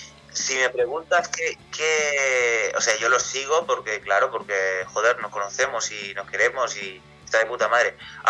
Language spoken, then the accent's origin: Spanish; Castilla-La Mancha, Spain; es un blues sobre mi tierra, que yo soy originario de Castilla-La Mancha.